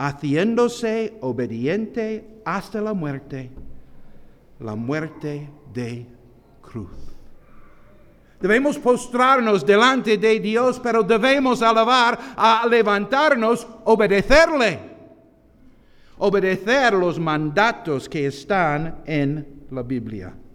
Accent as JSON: {"language": "Spanish", "country": "United States", "second_language": "Spanish", "said": "en mi país hay una gorra roja que indica un poco de soberbia también"}